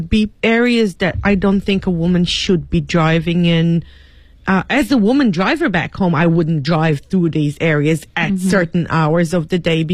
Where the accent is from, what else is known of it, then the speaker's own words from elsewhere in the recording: Israel; Katie coming from the States and I'm coming from Israel